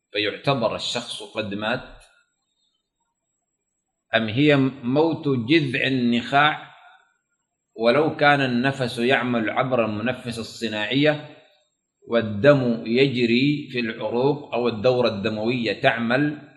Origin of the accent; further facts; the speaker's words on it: Sudan; وعندنا في السودان فيه إشكالية